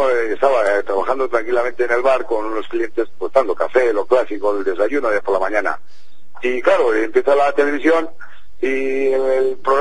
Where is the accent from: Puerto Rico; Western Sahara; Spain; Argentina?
Spain; Me dio una sorpresa pues enorme, como cualquier español que le pueda tocar.